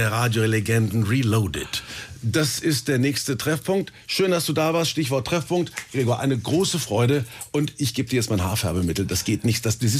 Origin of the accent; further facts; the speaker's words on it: Kulmbach, Bavaria, Germany; Ich bin in Kulmbach groß geworden, da in der Provinz zwischen Bamberg und Bayreuth.